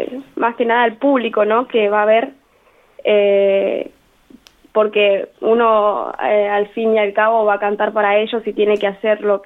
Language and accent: Spanish; Lo Antoro, Argentina; now in Santa Rosa, Argentina; Yo soy de Lo Antoro, sí, pero bueno, actualmente estoy viviendo en Santa Rosa porque estoy estudiando acá.